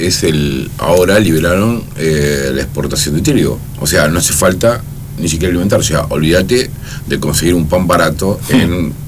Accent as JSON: {"language": "Spanish", "country": "Argentina", "said": "Dejemos de ser hipócritas como argentinos y digamos las cosas como son, porque si no, este país no se arregla así."}